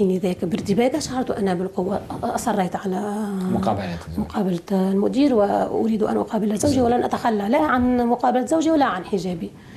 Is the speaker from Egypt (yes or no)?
no; Bizerte, Bizerte Governorate, Tunisia; هناك سجن يقرب عن بلدتنا بنزرة شمال تونس 20 كيلومتر.